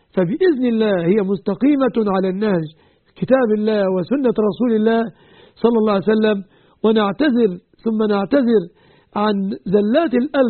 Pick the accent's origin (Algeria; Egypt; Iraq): Egypt; وأن يحفظ بلادنا مصر